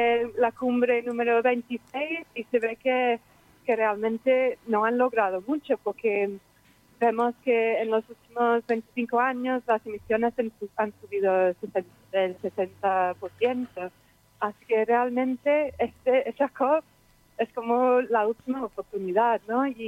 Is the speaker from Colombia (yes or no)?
no; England, United Kingdom; Spanish is a second language; now in Zaragoza, Spain; soy de Inglaterra, pero vivo en Zaragoza desde hace 5 años